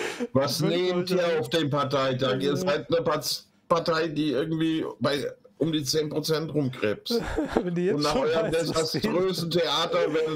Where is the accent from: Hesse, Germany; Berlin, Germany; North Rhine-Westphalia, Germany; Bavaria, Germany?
Hesse, Germany; es gibt in der Gemeinde, wo ich groß geworden bin, die liegt im Speckgürtel von Frankfurt, und das war mal eine Obstbaugemeinde